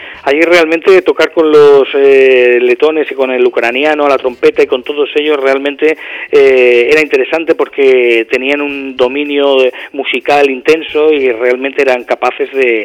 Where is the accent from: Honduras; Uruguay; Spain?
Spain; Creo que somos los primeros españoles que hemos grabado ahí, desde luego.